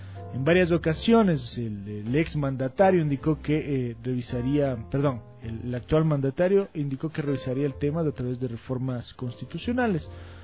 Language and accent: Spanish; Ecuador; va a acabar con lo que somos nosotros como ecuatorianos, como latinoamericanos